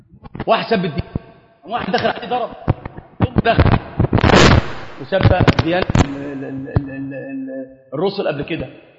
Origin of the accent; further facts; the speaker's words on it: Upper Egypt, Egypt; فأنا صعيدي، والله صعيدي، أنا صعيدي